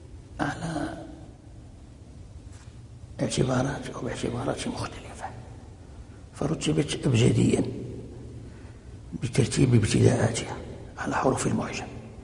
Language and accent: Arabic; Fez, Fès-Meknès, Morocco; ومنها عندنا في فاس وكان مقررا في